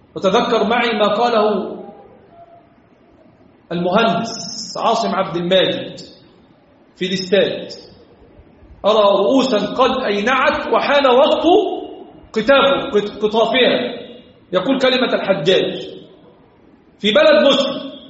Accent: Egypt; الحمد لله رب العالمين الذي حفظ بلدنا مصر

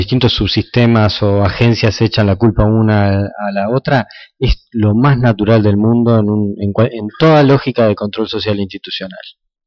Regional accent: Uruguay; Y no es que somos los uruguayos seamos incapaces

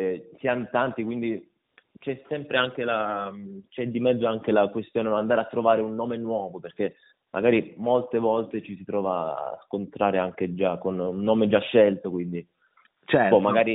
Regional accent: Reggio Calabria, Calabria, Italy; sono reggino, sono di origine calabrese

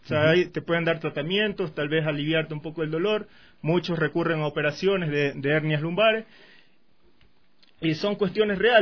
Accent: Manta, Manabí, Ecuador; yo vengo de la ciudad de Manta.

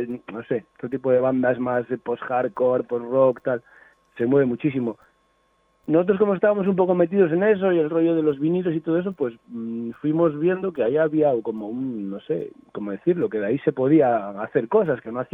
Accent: Ponferrada, Castile and León, Spain; Nosotros somos de Ponferrada, sí, de la provincia de León, pero estamos como a una hora de la provincia de Lugo

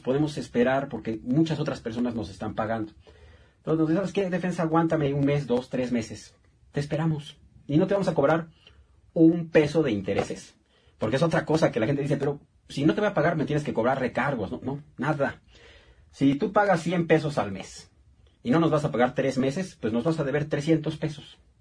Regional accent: Mexico; como mexicanos que somos, nos podamos echar la mano de vez en cuando.

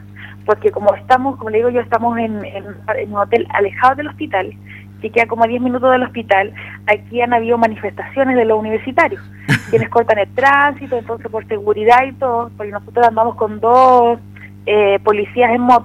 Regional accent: Chile; ha servido para conocer a nosotros como chilenos

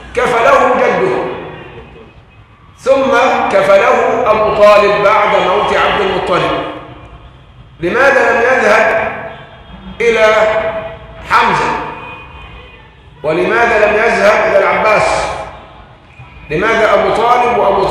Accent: Egypt; عندنا في مصر القرار مساحة

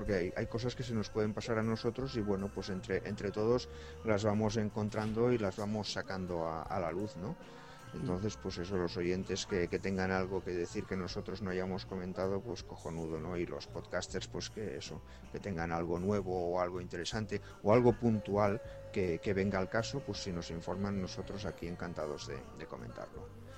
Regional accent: Spain; Servinario y yo somos españoles

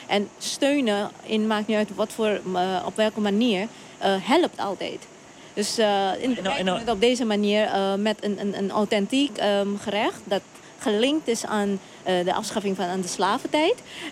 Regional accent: Suriname; Nou, ik kom uit Suriname.

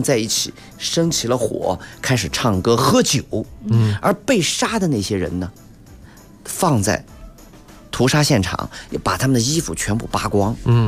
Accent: China; 其实有仪式感是我们中国人对很多他们的别人的生活方式和生活行为中的与我们不同的

